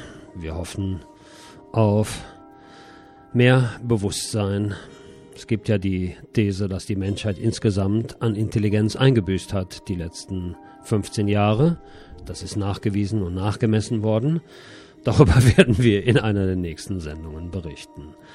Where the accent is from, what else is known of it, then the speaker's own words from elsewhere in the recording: Bonn, North Rhine-Westphalia, Germany; now in Barcelona, Spain; in meiner alten Heimat Bonn.